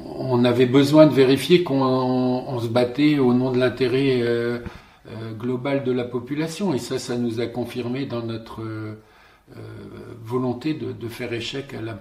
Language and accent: French; Sommevoire, Grand Est, France; born there; Je suis né ici, à Sommevoire, hein, donc à 10 km à vol d'oiseau de la poubelle de Soulaine.